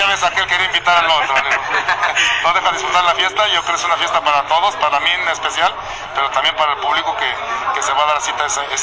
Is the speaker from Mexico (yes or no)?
yes; Guadalajara, Jalisco, Mexico; Yo soy de Jalisco, ahora sí dice la canción, soy de Jalisco, soy de Guadalajara.